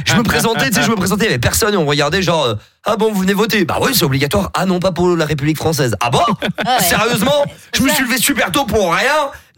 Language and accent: French; Anderlecht, Brussels, Belgium; moi j'ai grandi à Anderlecht, quartier Vogelenzang, jusqu'à Marius Renard